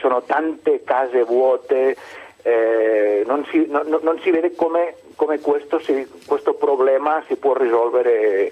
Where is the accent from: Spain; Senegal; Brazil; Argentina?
Spain; Catalonia; Allora, io sono della Catalogna